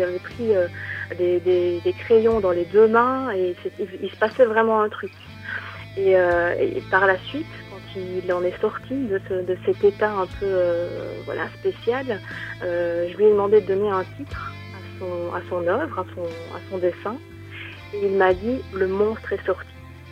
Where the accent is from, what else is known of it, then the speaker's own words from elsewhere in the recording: Belgium; Je suis belge également, oui.